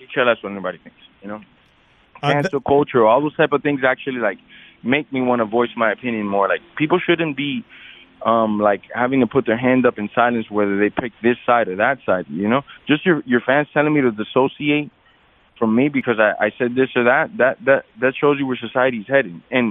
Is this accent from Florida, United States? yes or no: yes; Miami, Florida, United States; I'm a Latin person, you know, I'm a minority in this country. Growing up in Miami, I wasn't maybe the biggest minority because Miami's overrun by Latins and blacks.